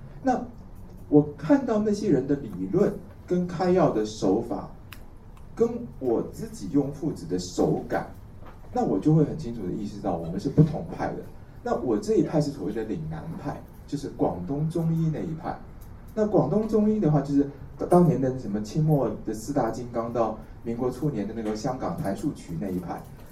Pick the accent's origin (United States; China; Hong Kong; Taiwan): Taiwan; 我们台湾人一斤是600克